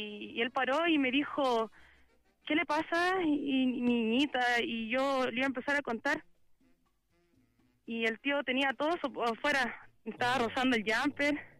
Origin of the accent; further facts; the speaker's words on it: Maipú, Santiago Metropolitan Region, Chile; Yo soy de Maipú.